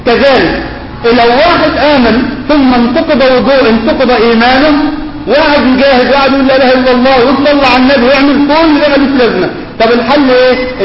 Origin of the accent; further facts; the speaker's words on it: Mansoura, Dakahlia, Egypt; عندنا في المنصورة في الدقهلية